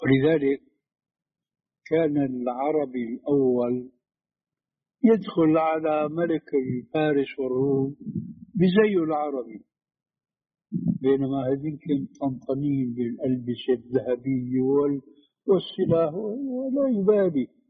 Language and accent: Arabic; Syria; كما يقولوا عندنا في الشام بده هز كتاب، بده هز كتاب، بده حركة يعني.